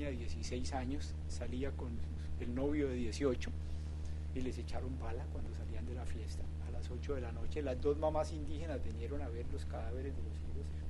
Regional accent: Colombia; Es una cosa que da mucha vergüenza como colombianos.

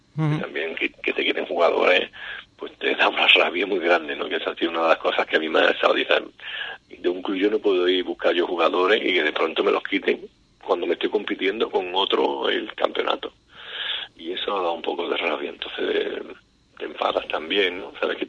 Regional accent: San Fernando, Andalusia, Spain; yo soy de San Fernando

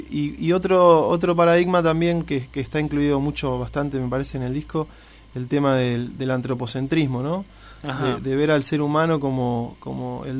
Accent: Buenos Aires, Argentina; En Capital, sí, soy de Capital.

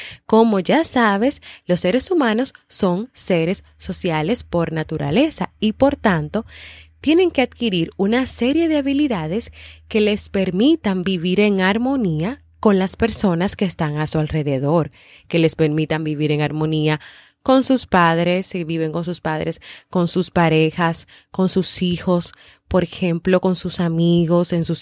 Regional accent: Dominican Republic; en varios países, como por ejemplo en mi país, República Dominicana

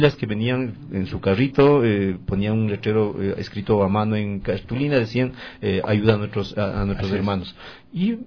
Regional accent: Tumbaco, Pichincha, Ecuador; Incluso una anécdota, yo soy de Tumbaco, mi comuna es de Tumbaco

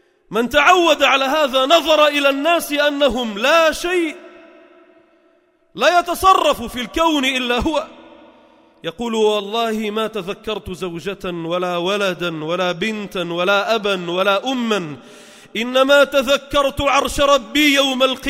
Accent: Beirut Governorate, Lebanon; وقبره عندنا في لبنان في بيروت المحروسة

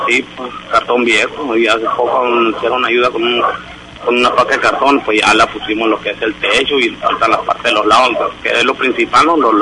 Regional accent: Hermosillo, Sonora, Mexico; Yo soy de aquí, de Hermosillo. Sí, por lo mío, pues yo también vivía con mi mamá, nomás que ya pues no supimos de esta invasión y nos vinimos y aquí nos quedamos.

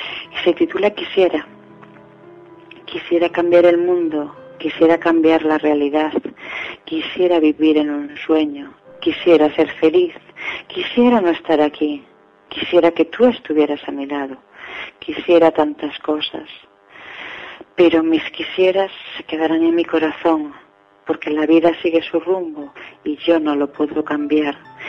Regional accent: Seares, Asturias, Spain; born there; donde yo nací es una aldea muy chiquitita, o sea, no hay ni siquiera biblioteca. Es una aldea, bueno, como creo que nos van a oír desde Asturias, es una aldea, se llama Seares, pertenece al concejo de Castropol, y es, o sea, una aldea muy chiquitita.

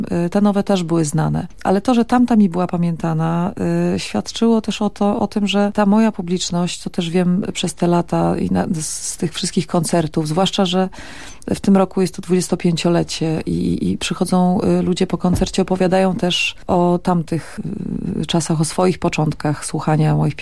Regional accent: Bielsko-Biała, Silesian Voivodeship, Poland; ostatnio w rodzinnym Bielsku było dwoje z dużą winylową Jachozną i z kasetami przychodzą

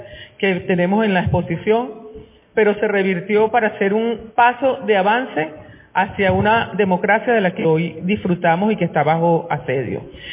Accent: Venezuela; nosotras y nosotros como venezolanos y venezolanas tenemos que saber lo que ocurrió

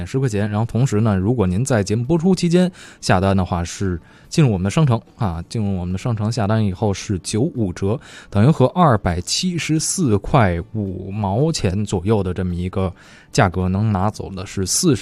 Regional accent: Beijing, China; 哎，我也是北京人，

